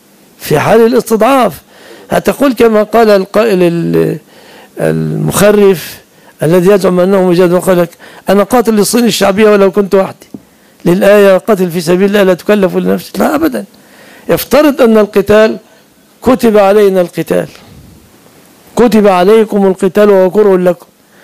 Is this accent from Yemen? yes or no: no; Egypt; كنا عياذا بالله سنكون من أهل الضلال إذا لم تفتح بلادنا مصر